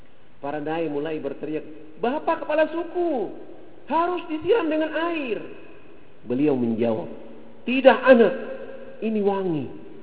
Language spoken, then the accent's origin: Indonesian; Papua, Indonesia; Rambut kami orang Irian itu kalau belum kena air dengan sampo, itu rambut tenang-tenang saja.